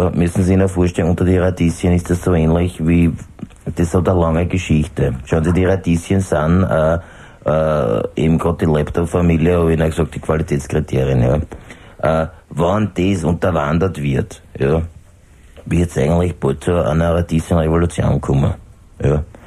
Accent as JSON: {"language": "German", "town": "Schrems", "region": "Lower Austria", "country": "Austria", "tie": "born or raised there", "also_born_or_lived": "Vienna", "said": "Ich bin ein alter Pfarrer, muss sagen, dass ich in meiner Gemeinde lebe, in meinem Schrems, wo ich aufgewachsen bin. Ich war ja lange in Wien, in Erdberg, in einer Pfarre"}